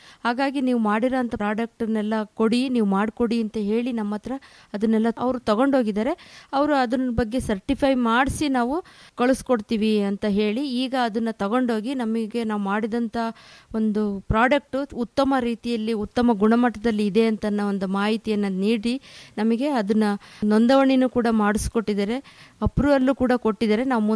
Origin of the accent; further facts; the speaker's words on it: Hosadurga, Karnataka, India; ನಮ್ಮ ಹೊಸದುರ್ಗ ತಾಲೂಕಿನ ಸಿರಿಧಾನ್ಯದ ತವರೂರು